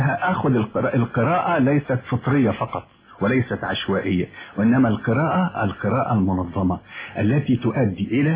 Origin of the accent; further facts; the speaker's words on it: Minya Governorate, Egypt; born there; مظبوط، يعني بالضبط كده